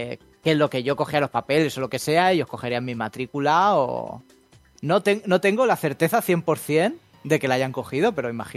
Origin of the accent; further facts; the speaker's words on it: Spain; pero yo soy español